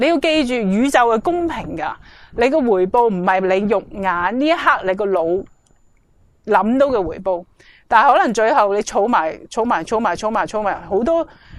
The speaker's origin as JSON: {"language": "Cantonese", "country": "China", "said": "而好多时候我哋中国人咧，尤其都会有呢个谂法。"}